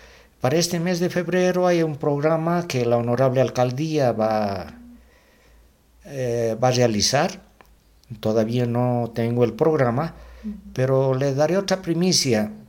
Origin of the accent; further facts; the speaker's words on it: Bolivia; podamos fortalecer nuestra vida como ciudadanos bolivianos